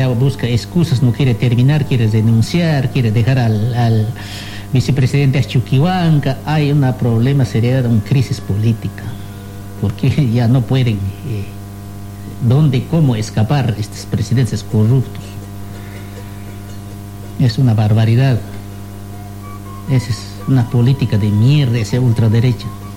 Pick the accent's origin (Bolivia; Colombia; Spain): Bolivia; nosotros también somos parte de Bolivia. En todo momento nosotros podemos hablar de nuestro país.